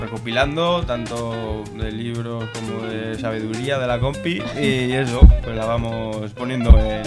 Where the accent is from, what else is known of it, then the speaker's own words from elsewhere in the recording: Aragon, Spain; Yo de las Cinco Villas, provincia de Zaragoza.